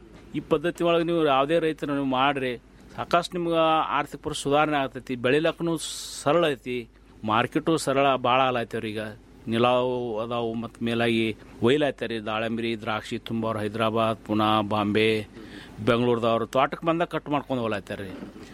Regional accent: Ratnapur, Karnataka, India; ನಮ್ಮ ಊರು ರತ್ನಾಪುರ, ತಾಲೂಕು ತಿಕೋಟ, ಜಿಲ್ಲಾ ಬಿಜಾಪುರದವ್ರು.

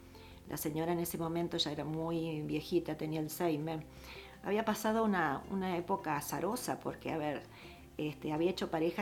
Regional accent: Kyiv, Ukraine; Somos de Kiev.

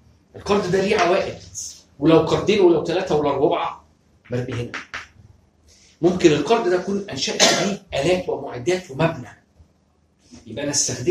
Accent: Egypt; واحنا عندنا في مصر سياسه حلوه جدا

